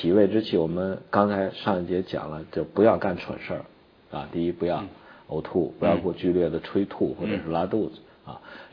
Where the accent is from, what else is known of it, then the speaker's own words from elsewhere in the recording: Shanxi, China; 最好的一个补脾气的药就是我们山西北面，就是我们老家附近浑源